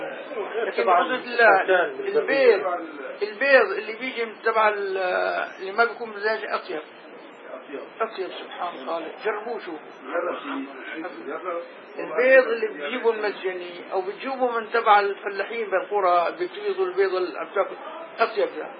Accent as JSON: {"language": "Arabic", "town": "Damascus", "region": "Damascus Governorate", "country": "Syria", "said": "نحن عندنا هون كابر ملوك عندنا بدمشق"}